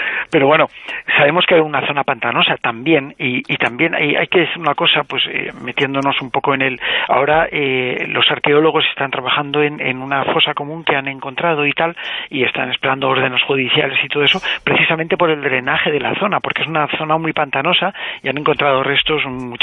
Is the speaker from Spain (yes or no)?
yes; Alicante, Valencian Community, Spain; que yo soy de Alicante y mi familia, por parte de padre, viene de esa ciudad, de Albatera.